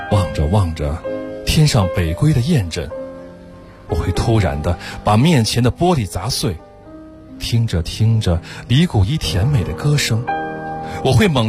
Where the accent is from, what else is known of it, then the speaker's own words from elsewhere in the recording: Beijing, China; 我来自北京。